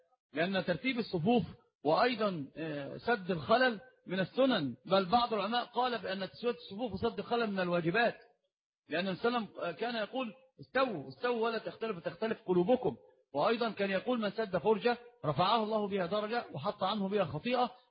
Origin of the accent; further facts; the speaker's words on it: Alexandria, Alexandria Governorate, Egypt; ما معنى التعصب في طلب العلم عندنا في الإسكندرية؟